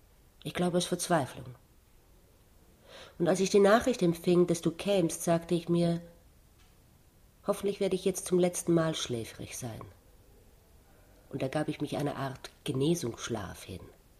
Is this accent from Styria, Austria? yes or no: no; Vienna, Austria; ich bin Wienerin